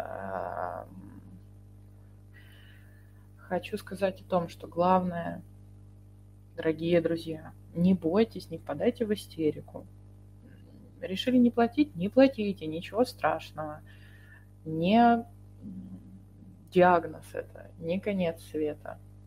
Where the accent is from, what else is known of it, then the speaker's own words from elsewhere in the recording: Russia; Да, я из России, как видите.